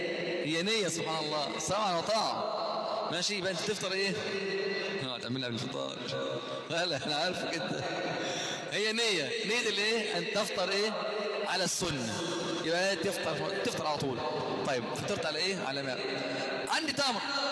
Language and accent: Arabic; Egypt; عندنا في مصر الفجر في مصر وفي بعض الدول في اشكال شوية انه بأذن بدري 20 دقيقة وربع ساعة او 10 دقائق